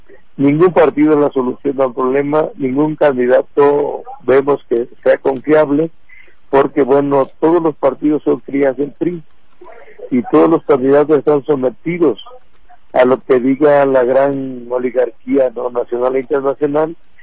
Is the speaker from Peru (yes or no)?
no; Mexico; como mexicanos tenemos derecho a libre tránsito por todo nuestro país